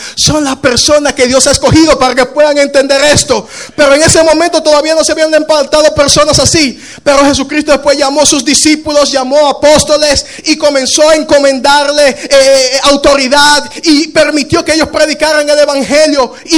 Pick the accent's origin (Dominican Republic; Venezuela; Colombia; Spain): Dominican Republic; Tuve mucho tiempo diciendo, no, soy dominicano.